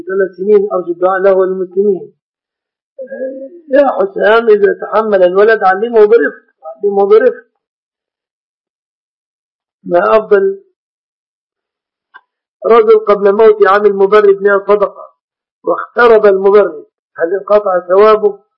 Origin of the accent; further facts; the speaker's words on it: Egypt; فالمرأة عندنا في مصر في مصر يقولون هذه سلفة فلان